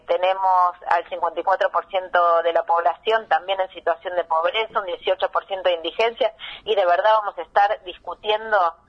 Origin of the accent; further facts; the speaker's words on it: Argentina; pero somos argentinos y queremos defender los intereses de nuestro país